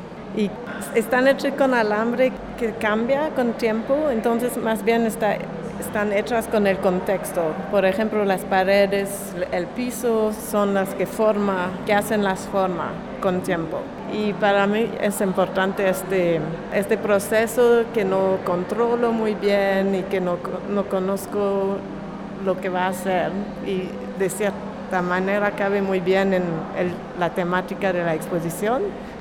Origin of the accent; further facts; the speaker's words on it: Montreal, Quebec, Canada; Spanish is a second language; now in New York, United States; soy de Montreal, de Canadá, pero vivo en Nueva York